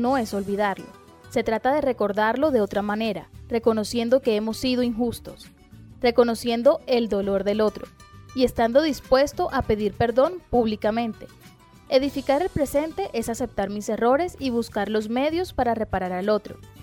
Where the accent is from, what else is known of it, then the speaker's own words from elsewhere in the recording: Colombia; Nosotros como colombianos necesitamos recorrer paso a paso los caminos de la reconciliación.